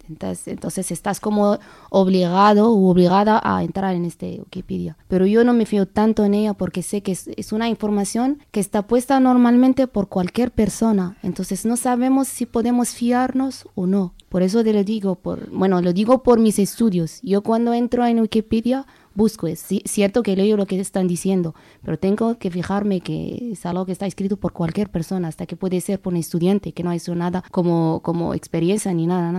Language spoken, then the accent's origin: Spanish; Morocco; Spanish is a second language; now in Spain; Soy una marroquí. Bueno, acudo al español porque tengo que saber lo que pasa en España, ya que es mi país de residencia. Mi segundo país, por supuesto.